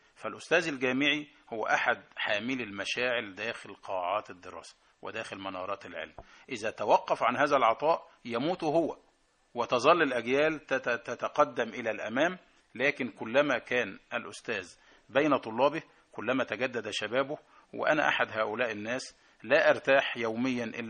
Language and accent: Arabic; Egypt; moved away as an adult; وأنا أعتقد أنا يعني بحكم مصرياتي وثقافتي أضفت لهم الكثير